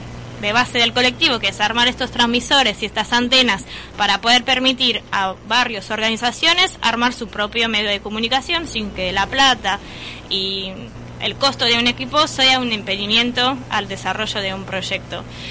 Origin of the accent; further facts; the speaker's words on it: Paris, Île-de-France, France; De París.